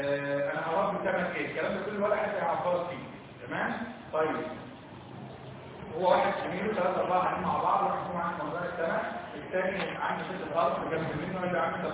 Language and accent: Arabic; Egypt; احنا عارفين ان احنا كلنا مصريين، ان احنا كلنا مصريين